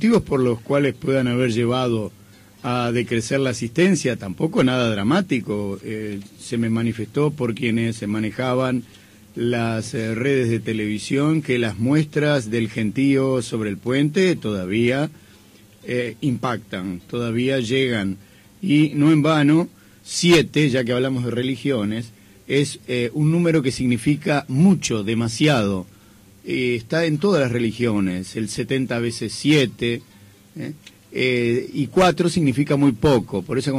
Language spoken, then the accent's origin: Spanish; Uruguay; como uruguayos tan cristiano-ateos que somos